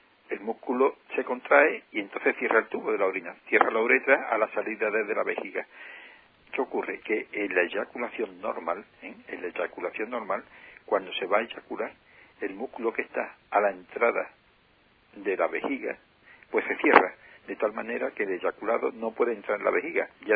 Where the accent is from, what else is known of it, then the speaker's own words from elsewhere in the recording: Andalusia, Spain; la parte que nos toca como ciudadano andaluz, y que tengan una grata estancia en nuestra tierra